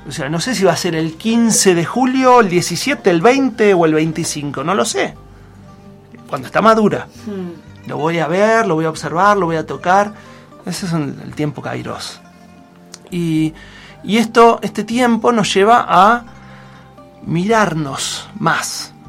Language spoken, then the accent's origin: Spanish; La Plata, Buenos Aires Province, Argentina; acá vivimos en un lugar muy tranquilo, igual yo vengo de la ciudad de La Plata, ¿no? De Buenos Aires.